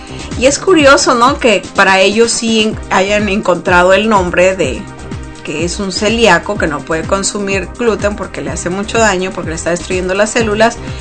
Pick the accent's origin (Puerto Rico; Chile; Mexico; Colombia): Mexico; sobre todo los que somos mexicanos, que seguimos consumiendo